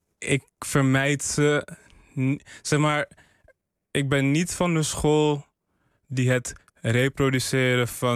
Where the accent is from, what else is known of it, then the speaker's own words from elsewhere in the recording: Ghana; die man kwam mij voor als een Surinaamse man. Ik was Ghanees.